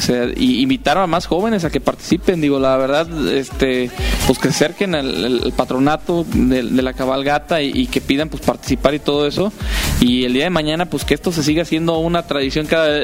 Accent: Irapuato, Guanajuato, Mexico; que vayamos a cualquier parte del mundo, digamos, somos de Irapuato.

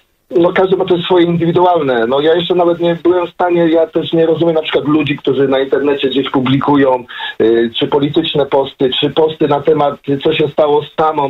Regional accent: Stary Gierałtów, Lower Silesian Voivodeship, Poland; now in United Kingdom; Stary Gierałtów to moja rodzinna miejscowość.

